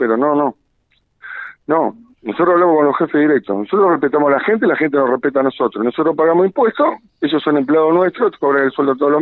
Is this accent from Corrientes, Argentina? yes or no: no; Santa Fe, Argentina; La Constitución Nacional 2 veces se hizo en Santa Fe, y bueno, como santafesinos, pongámonos la pila